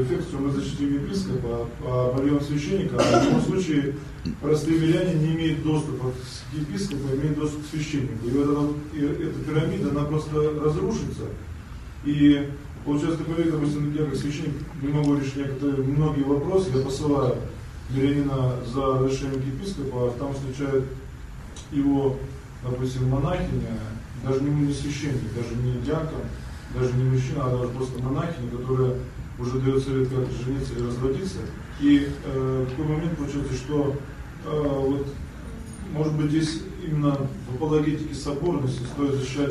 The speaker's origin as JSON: {"language": "Russian", "town": "Ozyorsk", "region": "Chelyabinsk Oblast", "country": "Russia", "said": "Я из Озерска, это Челябинская область."}